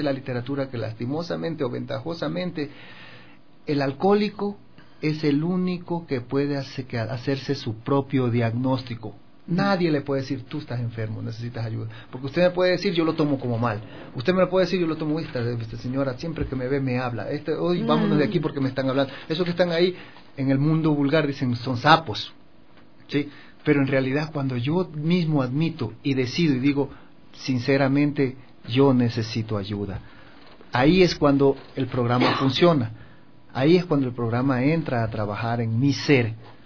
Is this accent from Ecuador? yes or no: yes; Guayaquil, Guayas, Ecuador; now in Quito, Ecuador; Yo soy de Guayaquil y en Guayaquil el promedio de consumo está de 11 años para arriba.